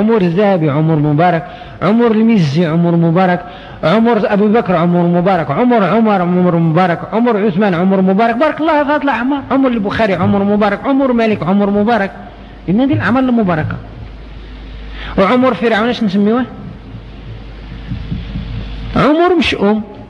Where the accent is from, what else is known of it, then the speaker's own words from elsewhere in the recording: Morocco; شحال الآن عندنا في المغرب من الدكاترة